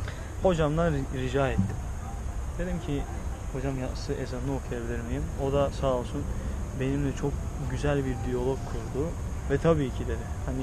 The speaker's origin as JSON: {"language": "Turkish", "town": "Iznik", "region": "Bursa", "country": "Turkey", "said": "Bursa İznikliyim."}